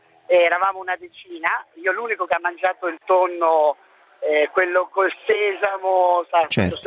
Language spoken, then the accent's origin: Italian; Milan, Lombardy, Italy; io sono di Milano